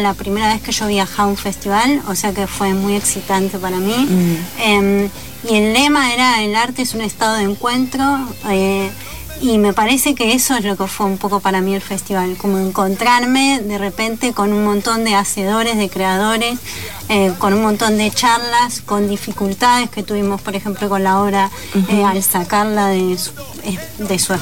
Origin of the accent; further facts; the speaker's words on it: Pigüé, Buenos Aires Province, Argentina; born there; now in Buenos Aires, Argentina; Yo sí, de pueblo. Yo nací en Pihué, un pueblo cerca de Bahía Blanca, al sur de la provincia.